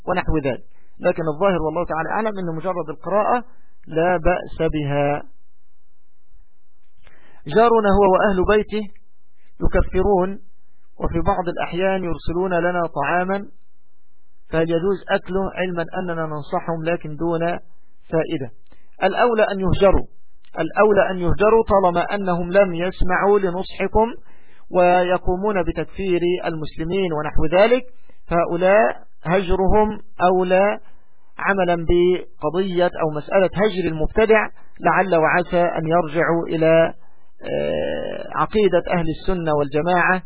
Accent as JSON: {"language": "Arabic", "country": "Egypt", "said": "يعني بالتوقيت الصيفي عندنا في مصر"}